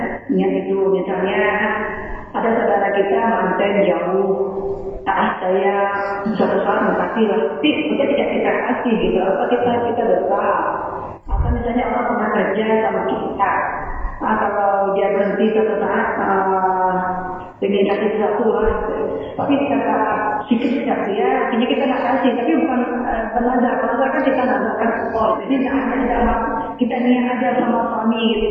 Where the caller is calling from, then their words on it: Riau, Indonesia; Saya dari Riau, ada main.